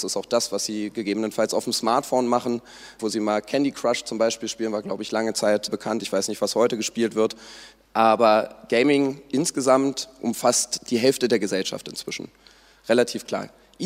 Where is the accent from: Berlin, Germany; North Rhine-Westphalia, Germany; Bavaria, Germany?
Berlin, Germany; ich selbst als Berliner kann auch sagen, Berlin ist die E-Sport-aktivste Stadt sozusagen